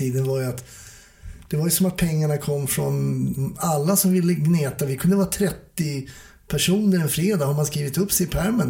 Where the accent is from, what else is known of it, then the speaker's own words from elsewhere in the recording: Stockholm, Stockholm County, Sweden; jag som är stockholmare var ju kvar i samma stad.